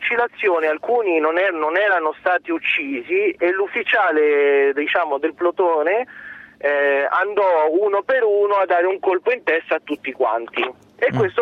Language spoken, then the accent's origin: Italian; Guatemala; sono cresciuto in Guatemala, ho fatto il liceo francese in Guatemala.